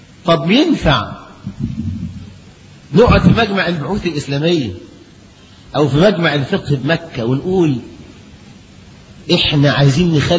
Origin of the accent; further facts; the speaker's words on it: Egypt; لكن القانون عندنا في مصر